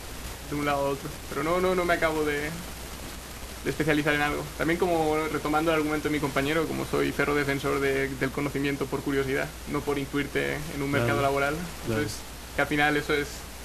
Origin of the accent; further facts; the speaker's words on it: Altea, Valencian Community, Spain; also born or lived in Granada; Pues vengo originalmente soy de un pueblo pequeñillo, Altea, que está cerca de una ciudad más grande, que es Alicante